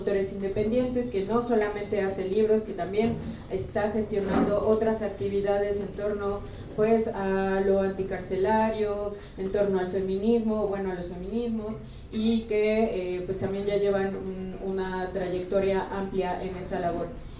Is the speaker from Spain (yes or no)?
no; Iztapalapa, Mexico City, Mexico; born there; porque si bien hay menos centros culturales en Iztapalapa, que es de donde yo nací